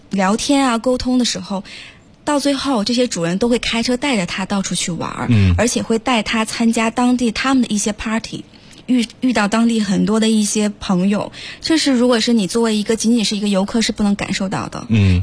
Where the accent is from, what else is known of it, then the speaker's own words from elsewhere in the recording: China; 我是中国人